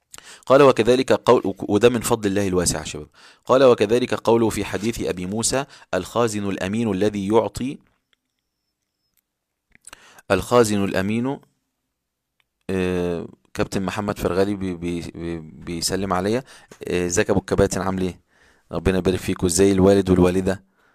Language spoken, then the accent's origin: Arabic; Upper Egypt, Egypt; وحتى في القرى عندنا في الصعيد يذهب ناس يعني كثير جدا يفطرون الصائمين